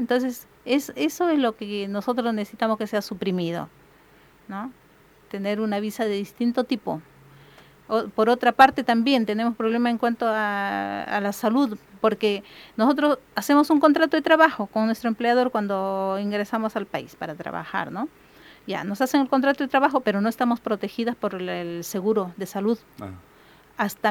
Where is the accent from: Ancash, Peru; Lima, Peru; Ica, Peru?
Ancash, Peru; Chimbote; Yo soy de Chimbote, ¿no?